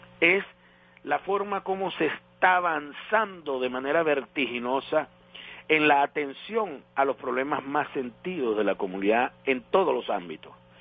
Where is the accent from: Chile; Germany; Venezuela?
Venezuela; nos felicitamos como venezolanos